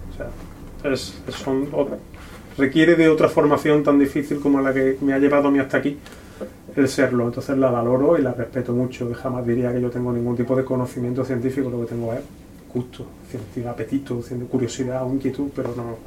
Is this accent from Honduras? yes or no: no; Córdoba, Andalusia, Spain; como cordobés, senequista que soy, sé muy bien